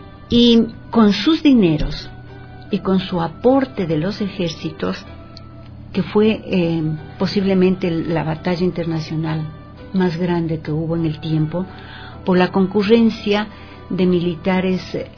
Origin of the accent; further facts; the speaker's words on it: Quito, Pichincha, Ecuador; Si nosotros sacamos números representativos de los habitantes que somos de Quito